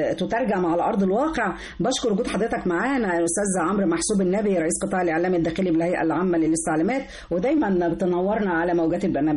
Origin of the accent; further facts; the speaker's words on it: Egypt; انا كمواطنه مصريه نفسي ان انا اروح سيوه